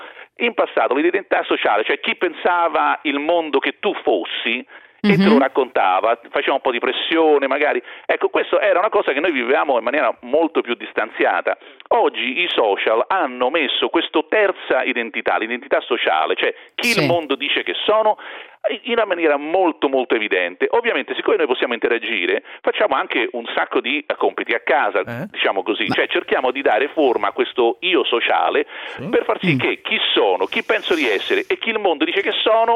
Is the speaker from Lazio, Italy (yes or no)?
yes; Rome, Lazio, Italy; born there; lo sanno tutti, che si sente anche dall'accento, che sono nata a Roma.